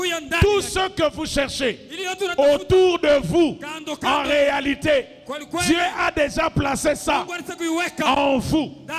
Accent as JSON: {"language": "French", "region": "Kinshasa", "country": "DR Congo", "said": "Je ne suis pas hébreu, je suis congolais"}